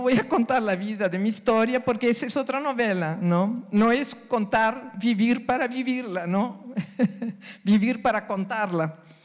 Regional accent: Uruguay; Llegaba a Montevideo, capital del Uruguay, país donde nací, para iniciar mis estudios de medicina, luego de 36 horas de viaje desde mi ciudad natal hasta Montevideo

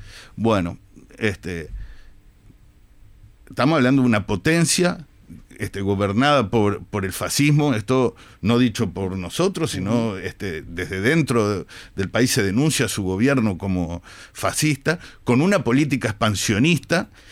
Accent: Uruguay; como uruguayo, judío, militante de izquierda

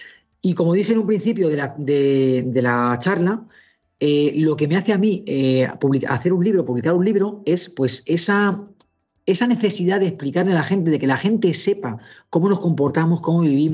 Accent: Spain; Así somos los españoles.

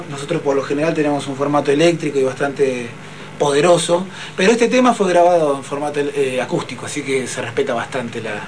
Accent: Lanús, Buenos Aires Province, Argentina; nosotros somos de Lanús, zona sur del conurbano

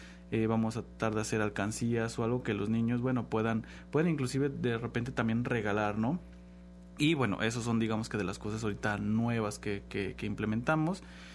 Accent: Xalapa, Veracruz, Mexico; sabemos muy bien los que somos de Jalapa, qué colonias son las que siempre están como que más vulnerables.

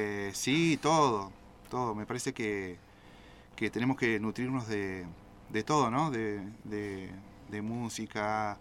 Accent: Comodoro Rivadavia, Chubut, Argentina; Yo soy nacido en Comodoro también, de la ciudad de los vientos.

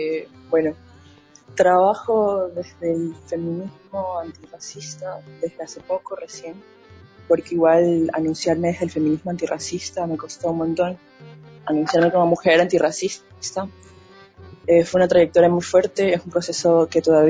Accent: Esmeraldas, Ecuador; Yo soy de Esmeraldas, soy de la ciudad de Esmeraldas, nací en un... O sea, prácticamente me crié en Esmeraldas, en la ciudad de Esmeraldas, pero soy en realidad de Limones, es un pueblo... esmeraldeños, que está a la frontera de Colombia, se podría decir.

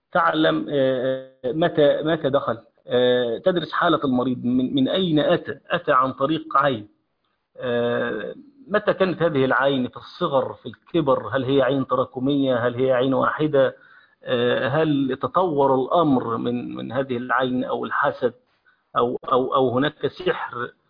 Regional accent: Egypt; عندنا في مصر عليها الناس دي ملبوسة عليها الناس

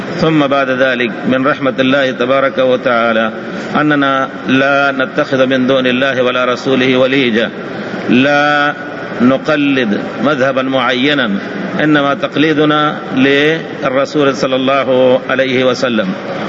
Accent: India; وأنا من أبناء الهند بفضل الله تعالى، ودرست والحمد لله من أبناء أهل الحديث بفضل الله تعالى، درست السنة في مدارس السنة

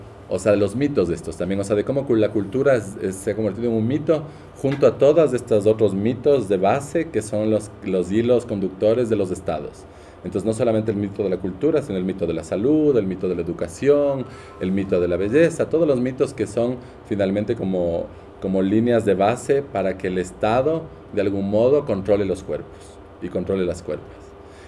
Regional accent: Quito, Pichincha, Ecuador; yo soy ecuatoriana, yo soy quiteña, de San Blas, de esta familia

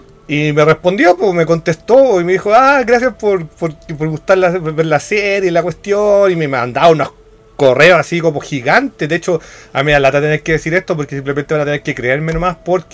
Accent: Chile; Como yo tirarme como chilena sin saber el idioma

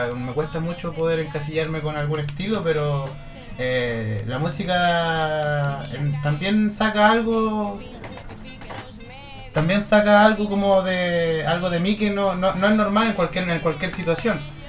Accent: Concepción, Biobío, Chile; vivo aquí en Concepción. Toda mi vida nací en Concepción y he vivido acá desde siempre. En este momento en San Pedro de la Paz.

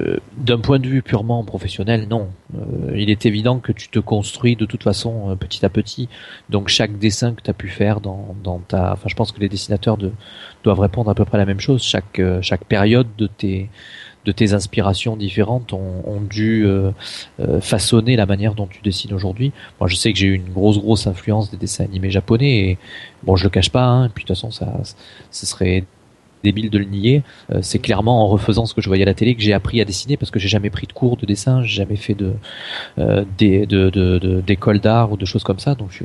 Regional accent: Marseille, Provence-Alpes-Côte d'Azur, France; born there; Je suis né à Marseille, donc évidemment je suis un grand fan de l'OM.

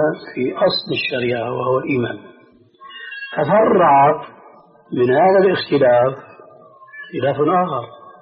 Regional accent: Syria; كما يقولون عندنا في سوريا

